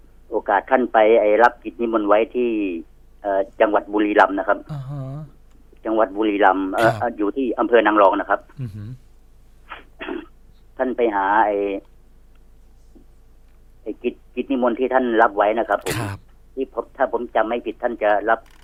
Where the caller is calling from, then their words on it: Nakhon Pathom, Thailand; โทรมาจากนครปฐมครับ